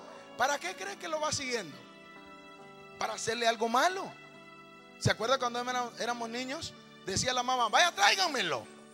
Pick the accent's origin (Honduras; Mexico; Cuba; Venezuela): Honduras; Humanamente, como buen catracho, me enojé y dije: ay, condenado, dije.